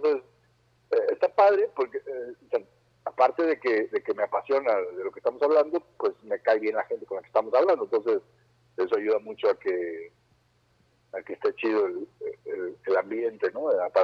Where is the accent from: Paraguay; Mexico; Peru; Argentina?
Mexico; Mexico City; Tampoco de Tamaulipas, de la capital del país